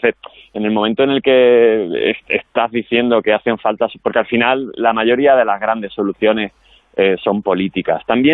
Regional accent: Andalusia, Spain; porque como sea andaluz

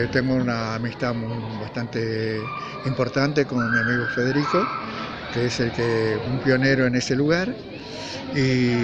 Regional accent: Salta, Argentina; moved away as an adult; also born or lived in Buenos Aires; now in Córdoba, Argentina; Porque yo vengo de zonas cálidas, yo nací en Salta, y si bien trabajé muchos años en Buenos Aires

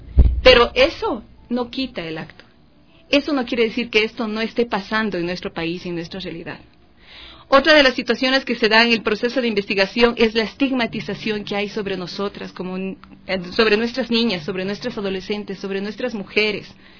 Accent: Ecuador; nosotras como mujeres ecuatorianas nos jugamos y nuestra lucha es por la misma vida

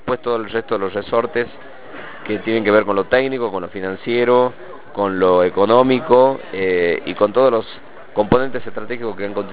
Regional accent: La Rioja, Argentina; un gran orgullo para nosotros como riojanos y como gobierno

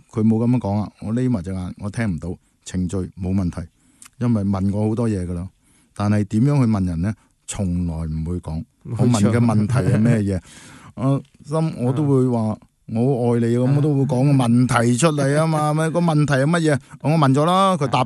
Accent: Hong Kong; 將我哋香港人嘅信念、非暴力、人道。

